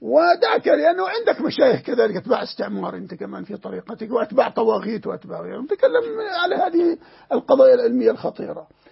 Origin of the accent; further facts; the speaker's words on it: Jordan; وعندنا في الأردن مثلا